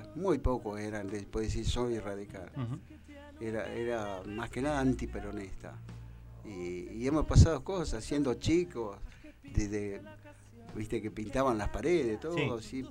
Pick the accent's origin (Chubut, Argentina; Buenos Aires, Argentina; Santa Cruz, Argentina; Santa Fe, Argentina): Buenos Aires, Argentina; now in Tandil, Argentina; Yo quiero mi pueblo, mi ciudad, mi pueblo. Yo en realidad soy un pueblo, cerquita de Pergamino.